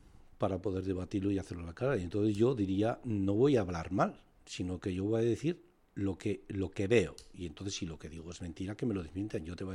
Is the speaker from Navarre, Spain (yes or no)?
yes; Navarre, Spain; soy navarro, y me siento navarro, me siento español